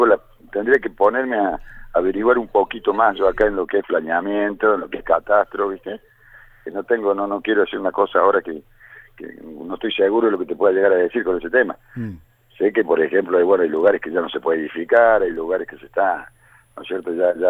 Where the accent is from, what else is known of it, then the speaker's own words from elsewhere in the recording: Córdoba, Argentina; yo cuando me vine del campo, yo soy de Córdoba, soy del campo, cuando me vine del campo hace 20 años había 7.000 personas en Capilla.